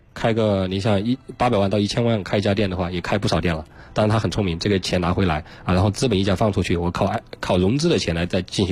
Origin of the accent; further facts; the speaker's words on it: Chongqing, China; 所以说要说产品呢，因为我重庆人